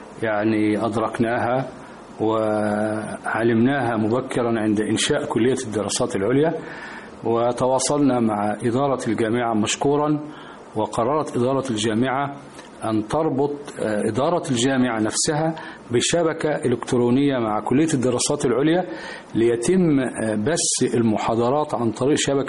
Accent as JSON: {"language": "Arabic", "country": "Egypt", "said": "يعني بلدنا مصر"}